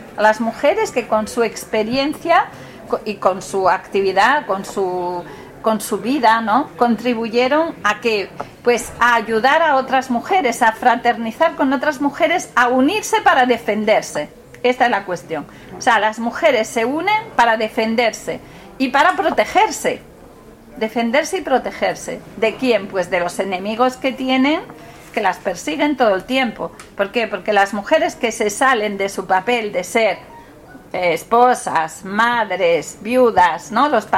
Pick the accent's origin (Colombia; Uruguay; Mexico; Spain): Spain; Oviedo, Asturias; Yo soy de Oviedo, por cierto, que quede claro, que me siento muy de ahí